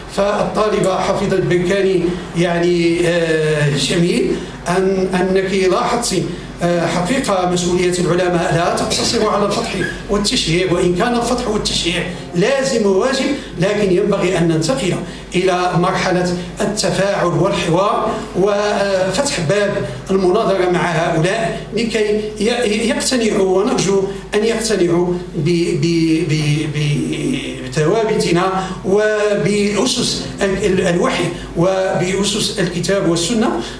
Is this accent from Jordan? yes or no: no; Morocco; ويجعل بلدنا المغرب وأوكرين يعني نافذة للانفتاح العظيم